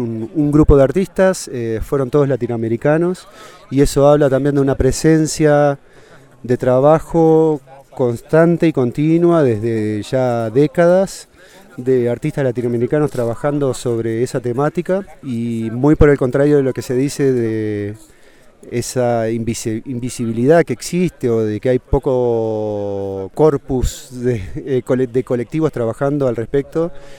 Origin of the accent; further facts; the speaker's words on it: Montevideo, Uruguay; soy de Montevideo, Uruguay.